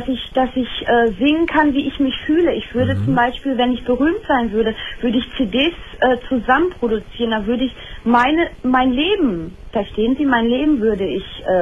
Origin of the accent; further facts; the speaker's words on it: Hamm, North Rhine-Westphalia, Germany; born there; ich komme gebürtig aus Hamm-Westfalen